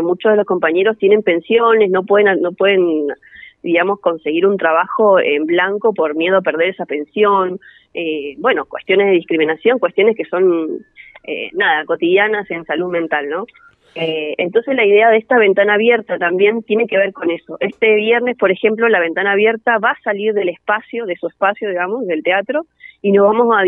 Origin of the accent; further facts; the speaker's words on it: Bariloche, Río Negro, Argentina; yo soy de Bariloche